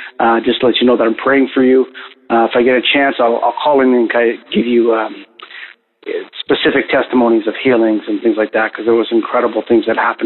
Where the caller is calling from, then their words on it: Canada; calling from Canada. I'm back from Africa and on my feet.